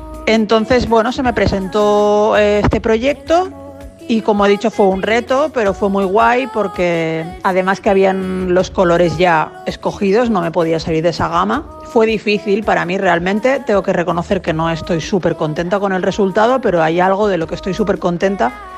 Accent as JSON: {"language": "Spanish", "town": "Barcelona", "region": "Catalonia", "country": "Spain", "said": "de Barcelona, España, y estoy súper contenta de haber participado"}